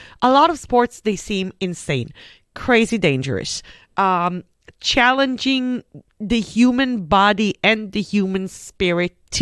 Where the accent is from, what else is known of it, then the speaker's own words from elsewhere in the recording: Israel; I'm coming from Israel. I literally grew up between the sea and the desert.